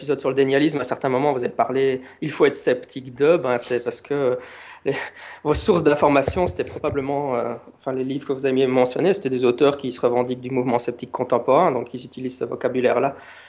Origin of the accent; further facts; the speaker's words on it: Belgium; Yay, because, ah oui, je suis belge donc.